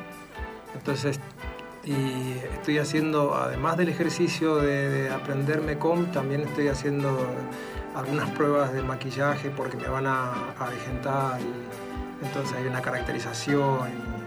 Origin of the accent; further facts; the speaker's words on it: Palo Santo, Formosa, Argentina; en el monte formoseño donde yo nací, en una localidad que se llama Palo Santo, cuando era chiquito era muy común escuchar los radioteatros o la película que llegaba al pueblo